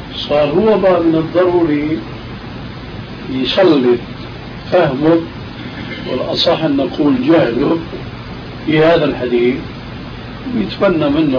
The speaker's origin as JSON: {"language": "Arabic", "country": "Syria", "said": "كما يقولون عندنا في سوريا يا أرض اشتدي ما حدا عليك يأدي"}